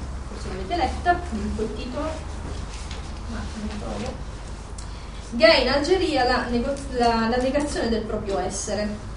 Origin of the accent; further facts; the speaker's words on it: Montoro Superiore, Campania, Italy; moved away; non ho potuto fare come coming out nel mio paese, eccetera, io banalmente come donna probabilmente non sarei venuta via da Montoro Superiore, in provincia di Avellino, se avessi potuto andare a vivere per conto mio.